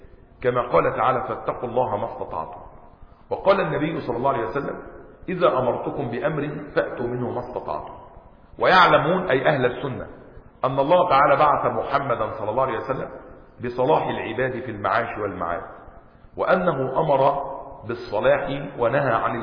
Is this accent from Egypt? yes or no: yes; Egypt; اسكندريه ممنوعه علينا كمصريين ولا ايه؟